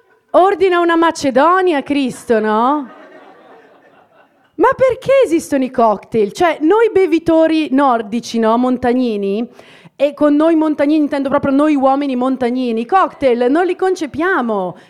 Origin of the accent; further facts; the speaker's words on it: Idro, Lombardy, Italy; io vengo da Idro, qualcuno lo conosce? No, non sapevate dove è Brescia, figurati Idro.